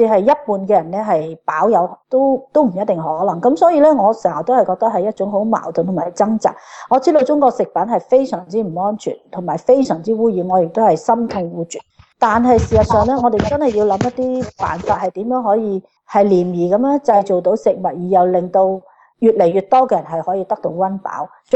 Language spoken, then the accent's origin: Cantonese; Australia; 即係我哋澳洲人可能可以係俾多20% 或者買貴少少都我哋願意